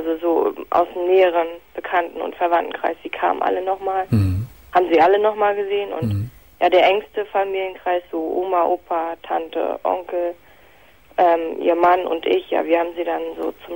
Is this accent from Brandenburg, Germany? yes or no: yes; Potsdam, Brandenburg, Germany; moved away; Also ich komme eigentlich aus Potsdam.